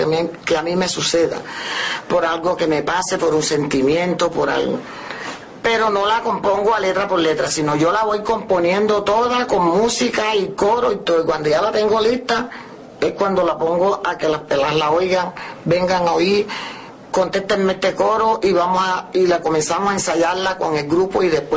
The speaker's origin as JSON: {"language": "Spanish", "town": "San Cayetano", "region": "Bolívar", "country": "Colombia", "tie": "born there", "said": "Bueno, yo nací en San Cayetano, Bolívar, 27 de enero de 1938."}